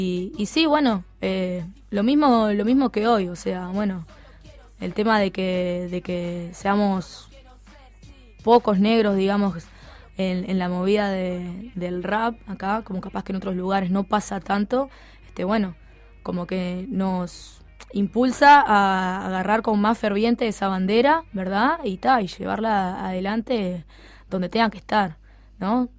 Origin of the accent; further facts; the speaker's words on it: Toledo, Canelones, Uruguay; Yo soy de Toledo, soy del interior.